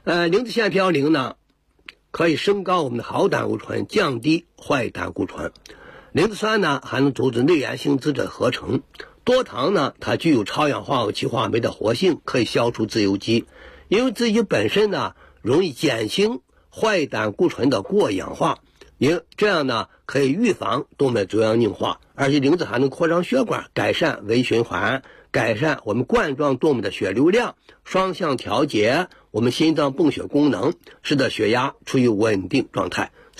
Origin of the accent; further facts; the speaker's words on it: China; 我们中国人呢盐吃的比较多